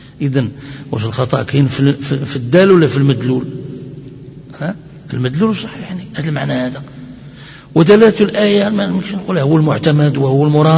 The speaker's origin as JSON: {"language": "Arabic", "country": "Morocco", "said": "أتكلم أحيانا بدارجة مغربية"}